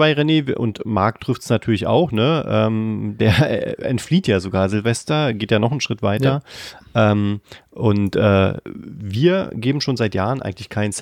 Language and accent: German; Berlin, Germany; als Berliner